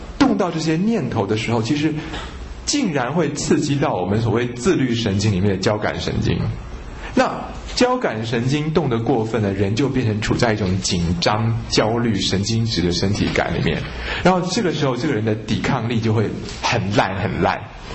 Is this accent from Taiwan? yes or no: yes; Taiwan; 那可是我们中国人受的教育，或者说现在台湾人受的教育已经是这样